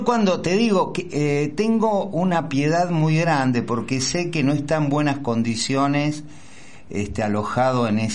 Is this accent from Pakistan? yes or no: no; Argentina; no pude ir como participante argentino